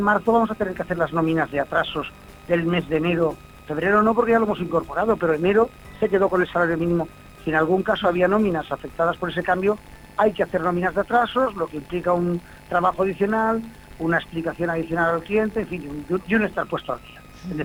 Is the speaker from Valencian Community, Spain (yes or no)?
yes; Elche, Valencian Community, Spain; Yo soy de Elche, vivo en Elche, nací en Alicante